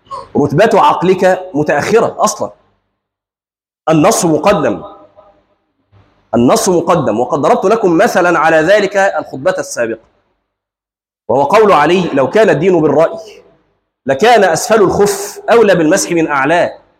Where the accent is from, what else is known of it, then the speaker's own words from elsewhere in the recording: Egypt; وعندنا في مصر مثل مشهور